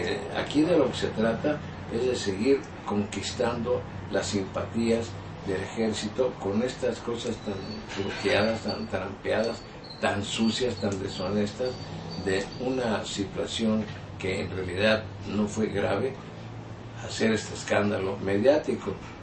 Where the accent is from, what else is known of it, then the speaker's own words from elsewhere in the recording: Mexico; yo, como mexicano, como ciudadano, estoy indignado